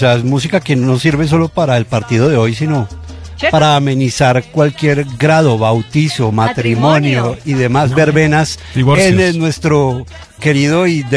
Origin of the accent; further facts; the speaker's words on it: Cali, Valle del Cauca, Colombia; No, yo soy caleño. Yo soy caleño, pero no ejerzo.